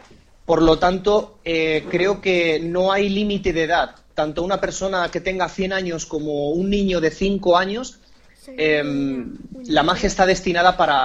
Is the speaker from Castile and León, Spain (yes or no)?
no; Palma de Mallorca, Balearic Islands, Spain; born there; yo nací en Mallorca, en Palma de Mallorca, que sabéis dónde está